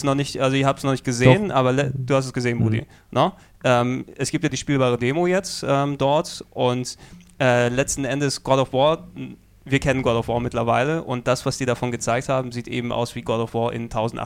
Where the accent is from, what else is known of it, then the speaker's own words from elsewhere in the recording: Greece; Ich natürlich als Grieche bin ich